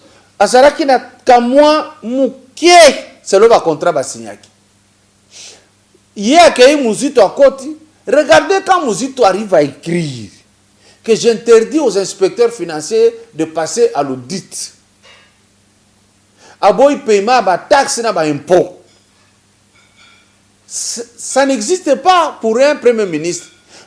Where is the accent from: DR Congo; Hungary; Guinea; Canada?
DR Congo; Lubumbashi, Haut-Katanga; chez nous à Lubumbashi sur l'avenue Kiubo